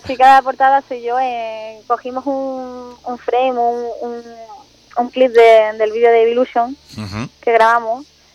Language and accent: Spanish; Málaga, Andalusia, Spain; era bastante conocido en Málaga, de donde yo soy.